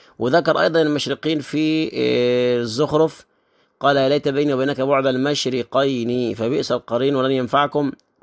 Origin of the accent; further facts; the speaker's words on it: Egypt; الشمس لما بتشرق في اول النهار عندنا في مصر